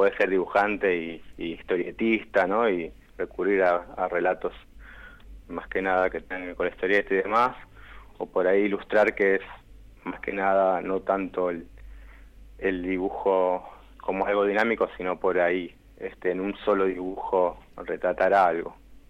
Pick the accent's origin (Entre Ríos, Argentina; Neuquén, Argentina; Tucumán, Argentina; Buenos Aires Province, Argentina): Buenos Aires Province, Argentina; Yo nací en Capital Federal, uh-huh. Pero más que nada me crié en el oeste, el conurbano bonaerense. Y ahora, bueno, volví a la capital, pero si me preguntan, digamos, soy del oeste.